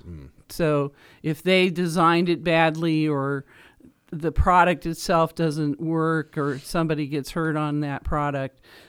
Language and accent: English; Dayton, Ohio, United States; I grew up in Dayton, Ohio, and the playground had an old a hook and ladder fire truck